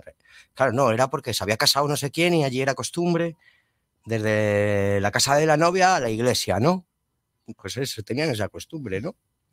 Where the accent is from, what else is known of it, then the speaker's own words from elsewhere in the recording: Madrid, Community of Madrid, Spain; Hostia, yo soy madrileño.